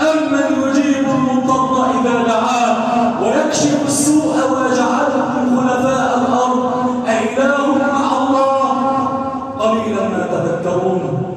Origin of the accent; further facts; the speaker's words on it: Egypt; اللهم اجعل بلدنا مصر واحه للامن والامان يا كريم